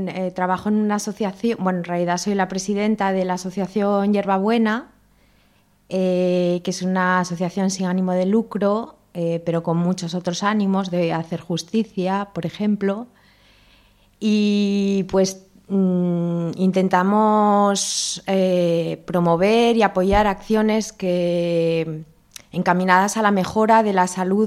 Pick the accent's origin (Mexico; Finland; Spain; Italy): Spain; Gijón, Asturias; nací en Gijón, pues tengo bastante familiaridad desde que no tenía uso de razón.